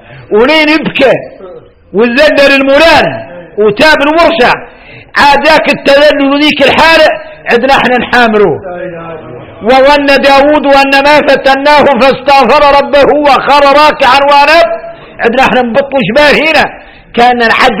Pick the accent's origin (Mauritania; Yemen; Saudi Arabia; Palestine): Mauritania; احنا وارث موريتاني احنا موريتاني